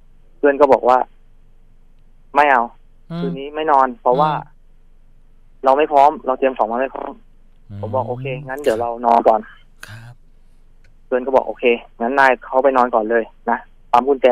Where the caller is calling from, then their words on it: Bangkok, Thailand; ตอนนี้ผมอยู่แถวๆรามินทาครับ